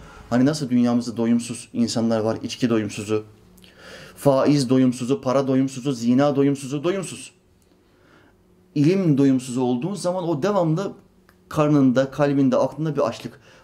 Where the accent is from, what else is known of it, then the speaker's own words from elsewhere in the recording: Norway; ben Norveç'te doğdum, büyüdüm. Ama bizim memleket Makedonya Resne.